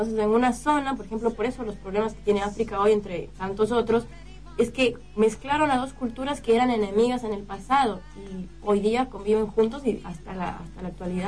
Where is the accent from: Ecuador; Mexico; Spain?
Ecuador; Quito, Pichincha; Yo soy de Quito, mi ciudad.